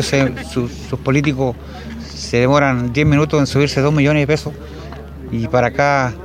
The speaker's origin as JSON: {"language": "Spanish", "country": "Chile", "said": "También somos Chile, también somos chilenos, también somos ciudadanos de este país"}